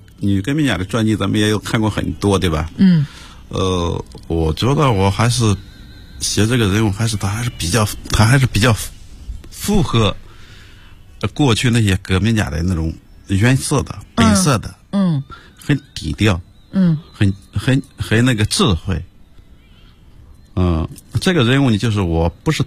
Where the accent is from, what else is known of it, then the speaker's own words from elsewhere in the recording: Bozhou, Anhui, China; 亳州，对对对